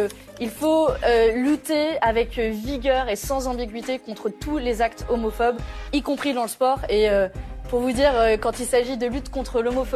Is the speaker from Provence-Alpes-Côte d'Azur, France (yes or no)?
yes; Provence-Alpes-Côte d'Azur, France; Vous savez, j'ai grandi dans le Var